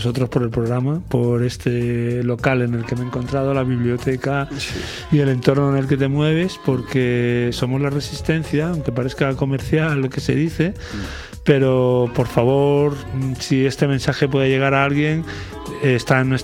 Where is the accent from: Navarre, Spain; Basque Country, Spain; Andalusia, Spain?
Andalusia, Spain; Lucena; Yo que soy de Lucena, que nací en un pueblo